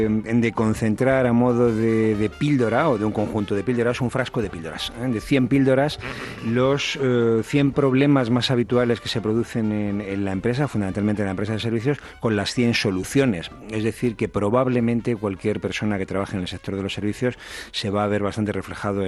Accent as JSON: {"language": "Spanish", "country": "Spain", "said": "Pensaba en mi país. España es un país de servicios que cuida muy poco el servicio."}